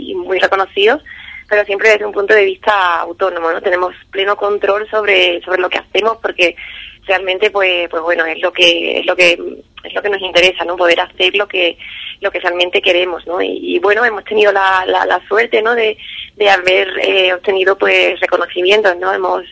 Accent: San Fernando, Andalusia, Spain; Sí, somos de San Fernando, Cádiz, y bueno, de aquí de la provincia

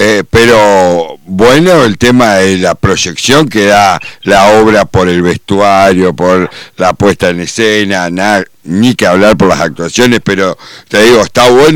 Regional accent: Argentina; rozando las similitudes con la época que nos toca vivir hoy como argentino

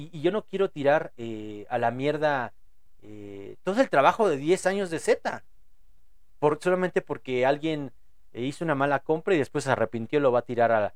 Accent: Mexico; Eso es obvio, yo soy mexicano.

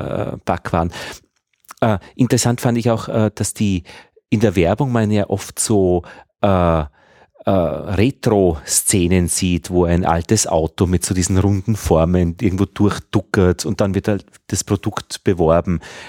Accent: Upper Austria, Austria; ich bin aus Oberösterreich, wo es auch jetzt noch Honig gibt

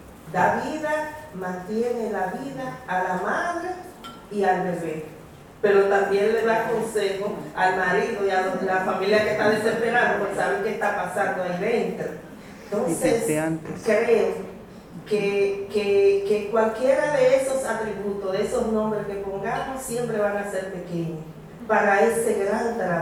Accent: Dominican Republic; de la República Dominicana, del Caribe.

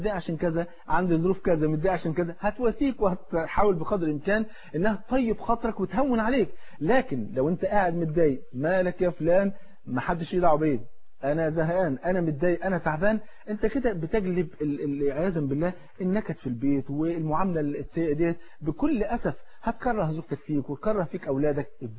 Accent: Egypt; تعرف الفول عندنا في مصر فرض عين

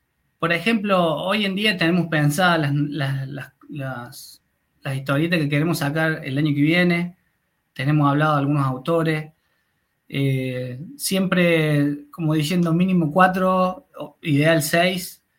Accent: Córdoba, Argentina; un poco porque soy de Córdoba

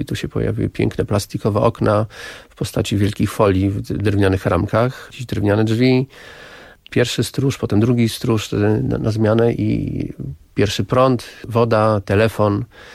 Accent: Warsaw, Masovian Voivodeship, Poland; Znaczy ja do tej pory jestem obcym, jestem człowiekiem z Warszawy, więc warszawiakiem.

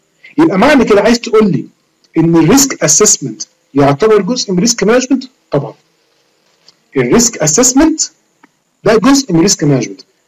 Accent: Egypt; احنا كمصريين مش دولة كل يوم بنقوم على زلزال

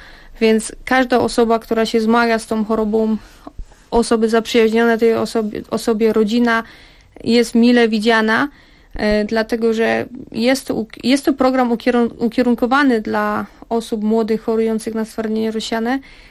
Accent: California, United States; Aczkolwiek też jako osobowość jestem osobą radosną i to, że wychowałam się na osobę dorosłą już w Kalifornii, gdzie jednak kultura jest troszeczkę inna, sposób bycia na co dzień jest inny.

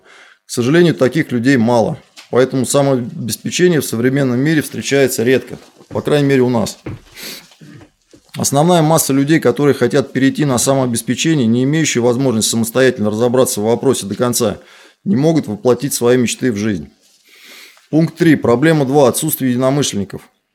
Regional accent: Moscow, Russia; born there; Я живу, родился в Москве.

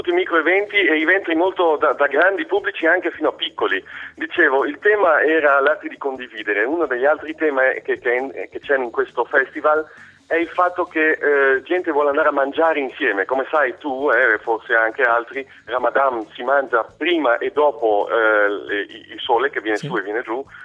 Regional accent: Desenzano del Garda, Lombardy, Italy; moved away as an adult; now in Amsterdam, Netherlands; Io sono cresciuto a Desenzano, sul Lago di Garda. Ho studiato in Italia, ho fatto 20 anni lì e poi sono partito. Ho fatto un giro del mondo e mi sono fermato qui a Amsterdam.

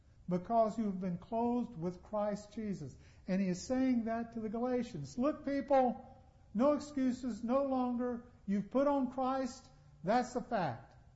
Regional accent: Charlotte, North Carolina, United States; born there; And I would say, well, I was born in Charlotte, here in North Carolina.

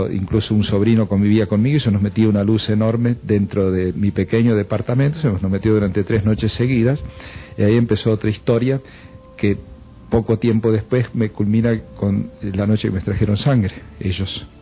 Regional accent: Huinca Renancó, Córdoba, Argentina; now in Buenos Aires, Argentina; yo fui asesor impositivo 10 años en mi pueblo, Huincarrenacó, en el sur de Córdoba. Más luego en Buenos Aires desempeñé en 3 contadurías sucesivas

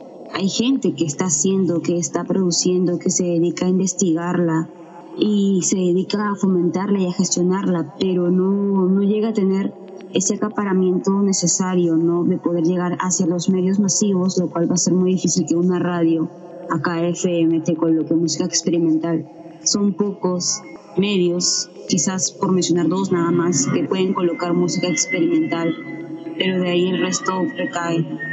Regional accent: Lima, Peru; Soy de Lima, Perú.

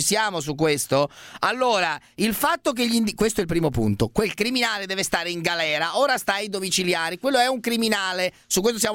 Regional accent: Veneto, Italy; so anch'io veneto, cosa vuol dire

